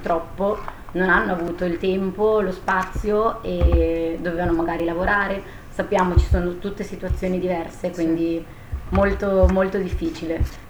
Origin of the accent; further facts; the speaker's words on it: Nembro, Lombardy, Italy; now in Berlin, Germany; Io tra l'altro vengo proprio da Nembro, che è il paese che è stato più colpito in tutto il mondo praticamente dal corona